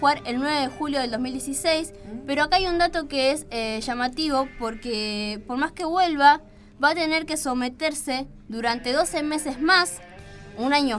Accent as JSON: {"language": "Spanish", "country": "Argentina", "said": "obviamente, somos argentinos"}